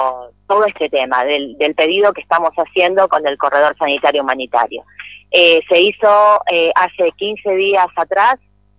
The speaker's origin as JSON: {"language": "Spanish", "town": "Buenos Aires", "country": "Argentina", "said": "yo todavía no pude hacer el cambio de domicilio, soy de Buenos Aires"}